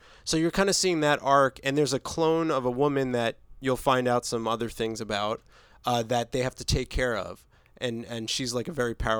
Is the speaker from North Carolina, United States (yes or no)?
no; New Jersey, United States; I'm from New Jersey, dude.